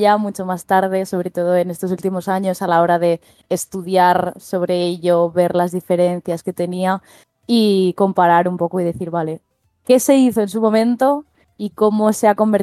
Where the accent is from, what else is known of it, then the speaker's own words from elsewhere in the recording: Asturias, Spain; somos dos asturianos contra el resto del universo.